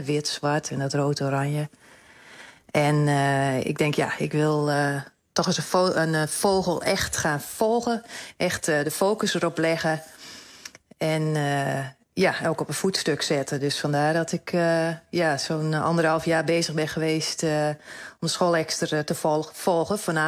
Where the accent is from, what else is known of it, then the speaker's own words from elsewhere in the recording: Ameland, Friesland, Netherlands; Ja, ik ben opgegroeid op Ameland. Ik woon er ook nog steeds.